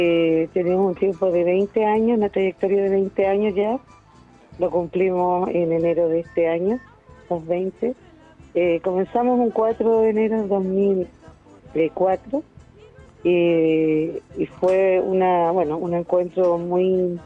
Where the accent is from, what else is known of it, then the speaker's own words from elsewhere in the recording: Antofagasta, Chile; Nosotros somos de Antofagasta.